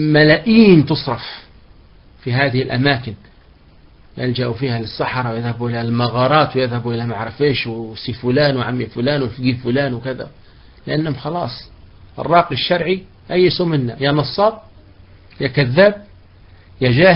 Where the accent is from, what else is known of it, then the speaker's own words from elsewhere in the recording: Libya; احنا عندنا في ليبيا ناي مرات نقول لهم جيبوا لنا البخور الليبي، عندنا بخور احنا ليبي معروف